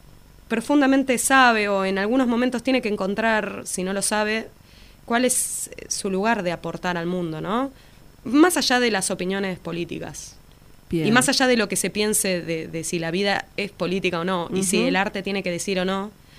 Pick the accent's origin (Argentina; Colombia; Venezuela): Argentina; Buenos Aires; si bien soy de Capital, vengo semanalmente a Lanús a dar clases en la Escuela de Música Popular de Lanús.